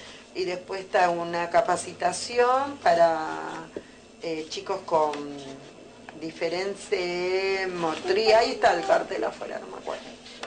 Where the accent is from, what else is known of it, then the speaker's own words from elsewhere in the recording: Córdoba, Argentina; born there; Y yo no nací acá, porque nací en Córdoba. Pero mi mamá me trajo a los 2 meses.